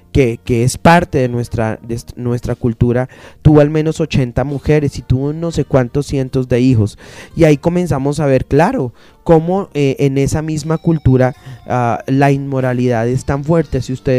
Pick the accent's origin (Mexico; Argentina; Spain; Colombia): Colombia; Nosotros como colombianos celebramos demasiadas fiestas.